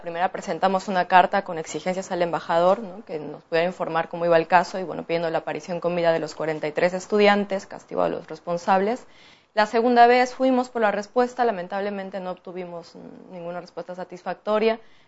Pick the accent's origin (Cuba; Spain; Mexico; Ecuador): Mexico; now in Argentina; Intentando conformarse y organizarse como mexicanos, como asamblea. Llevamos año y medio trabajando.